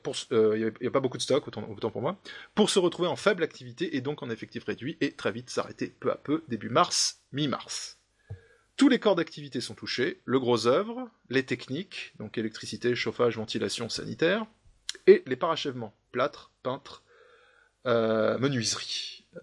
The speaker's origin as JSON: {"language": "French", "region": "Grand Est", "country": "France", "said": "je dirais simplement que je suis Lorrain, que j'appartiens au monde de la construction, notamment au Luxembourg"}